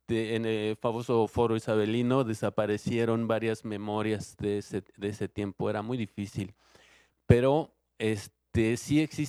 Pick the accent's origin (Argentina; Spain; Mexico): Mexico; Mexico City; de la Ciudad de México, aunque tengo un pie en Cuernavaca, en Morelos, desde hace muchos, muchos años.